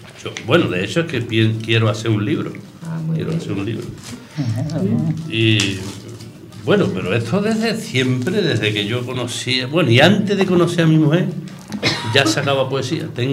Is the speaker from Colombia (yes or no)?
no; Villanueva del Rey, Andalusia, Spain; also born or lived in Écija; Mi padre era agricultor... que yo me he criado en Villanueva de Rey. Me he criado, nací en Écija. Entonces, pues, éramos seis hermanos